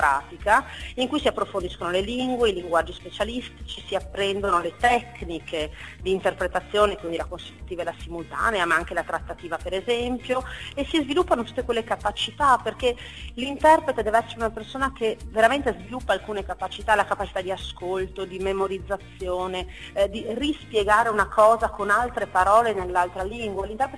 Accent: Padua, Veneto, Italy; io sono padovana e parlo anche un po' della realtà

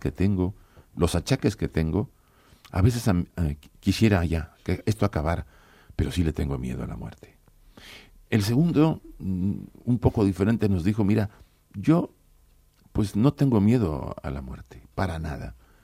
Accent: Mexico; yo vengo de México, ahí los tienen adormilados

